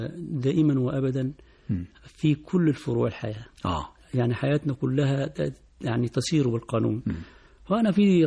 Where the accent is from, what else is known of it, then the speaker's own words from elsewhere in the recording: Asyut Governorate, Egypt; من بلدي من قريتي